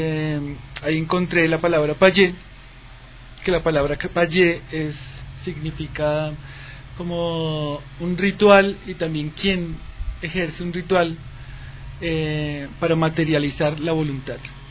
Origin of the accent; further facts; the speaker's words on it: Bogotá, Colombia; Bueno, venimos de Bogotá.